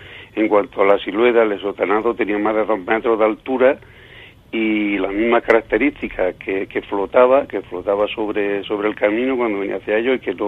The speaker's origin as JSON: {"language": "Spanish", "town": "Villanueva del Duque", "region": "Andalusia", "country": "Spain", "said": "muy cerca de mi pueblo, de Villanueva del Duque."}